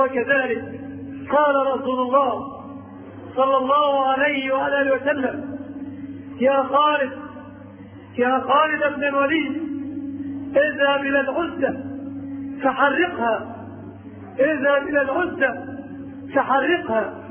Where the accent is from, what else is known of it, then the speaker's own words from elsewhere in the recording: Egypt; في بلادنا مصر أوتان وأنصاب وأشياء